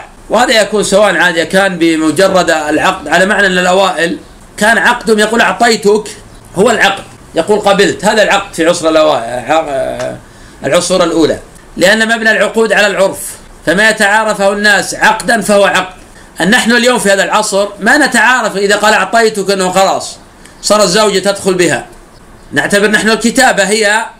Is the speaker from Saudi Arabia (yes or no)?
yes; Najd, Saudi Arabia; كما يفعل الآن بعض الناس في عادة عندنا في نجد